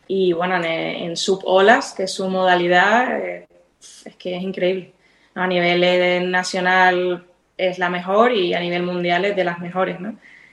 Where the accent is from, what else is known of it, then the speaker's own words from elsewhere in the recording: Fuerteventura, Canary Islands, Spain; tengo la suerte de vivir haber nacido y criado en Fuerteventura, que para mí es un paraíso.